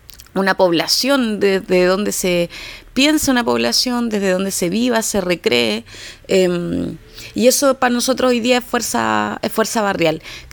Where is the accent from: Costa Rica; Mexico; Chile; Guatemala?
Chile; Antofagasta; de Fuerza Barrial, de aquí de Antofagasta.